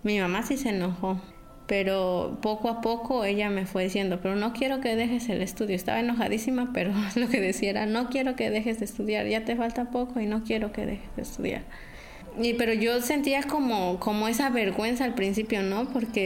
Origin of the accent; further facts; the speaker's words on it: Santa María Sola, Oaxaca, Mexico; born there; Yo nací en Santa María Sola, un municipio que está ubicado en la Sierra Sur de Oaxaca. Soy hija de padres campesinos.